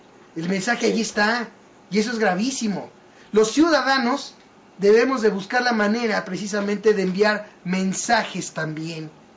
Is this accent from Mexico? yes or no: yes; Mexico; esa es la falla que tenemos como mexicanos